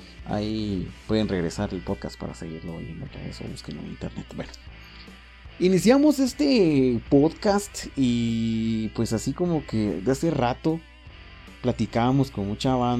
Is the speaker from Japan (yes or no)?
no; Quetzaltenango, Guatemala; De repente me están oyendo y dirán qué chistoso hablas de cuates, de qué país era, ¿va? Soy de Xela, por cierto.